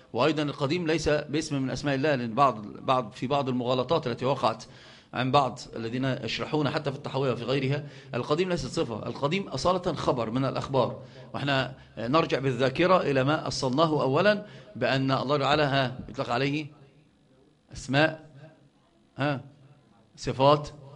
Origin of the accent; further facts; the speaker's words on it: Upper Egypt, Egypt; حتى عندنا في الصعيد يقسمون